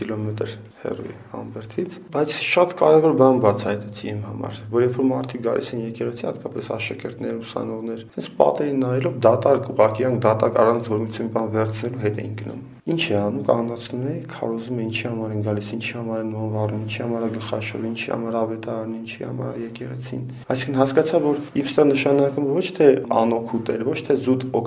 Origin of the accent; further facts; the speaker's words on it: Dilijan, Tavush, Armenia; born there; Ծնունդով Դիլիջանից։ Իմ ընտանիք հաշտարակում ապրում, բայց ես ծնունդով Դիլիջանից։